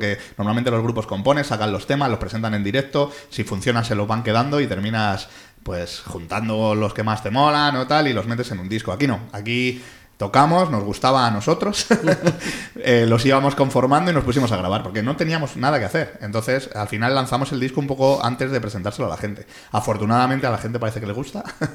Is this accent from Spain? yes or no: yes; Getafe, Community of Madrid, Spain; also born or lived in Pinto; provenimos un poco de Getafe, los tres, porque nuestra infancia la pasamos allí, pero ya estamos un poco esparcidos por el sur de Madrid. Yo, bueno, como has dicho, yo soy de aquí de Pinto.